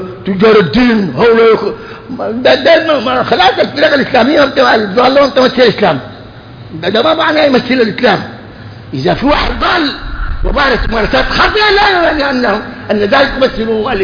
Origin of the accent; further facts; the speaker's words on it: Sudan; احنا سودانيين وطبعا معكم هنا